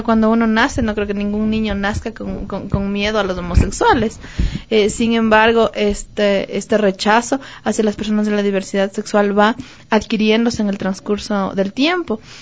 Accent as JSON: {"language": "Spanish", "country": "Ecuador", "said": "qué tenemos que hacer como ciudadanos ecuatorianos"}